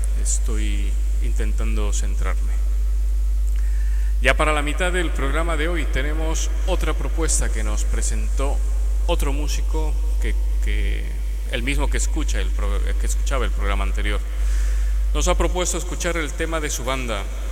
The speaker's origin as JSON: {"language": "Spanish", "town": "Cuenca", "region": "Castilla-La Mancha", "country": "Spain", "tie": "born or raised there", "said": "desde mi ciudad natal, Cuenca"}